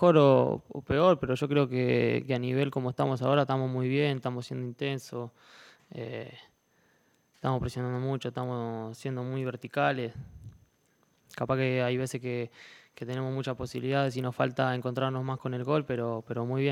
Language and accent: Spanish; Argentina; moved away as an adult; now in Elche, Spain; yo vine de Argentina, es otra cosa ya, esto es Europa